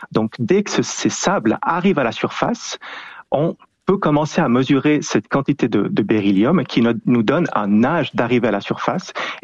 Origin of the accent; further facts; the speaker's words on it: Switzerland; en tant que Suisse, on va dans les Alpes